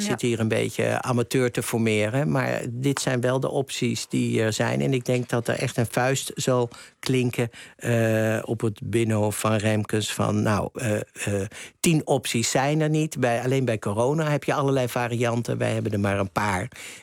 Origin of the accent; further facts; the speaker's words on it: Haarlem, North Holland, Netherlands; Ja, ik kom ook uit Haarlem, strikt genomen.